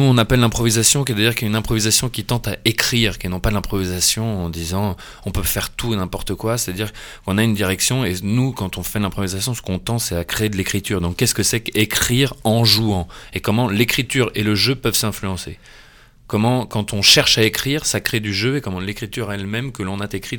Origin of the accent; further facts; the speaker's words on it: Germany; moi qui n'ai pas vécu, j'ai grandi en Allemagne